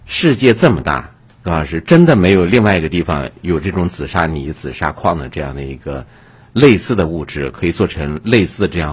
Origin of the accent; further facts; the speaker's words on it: China; 因为我们中国人其实是很浪漫的嘛，对吧？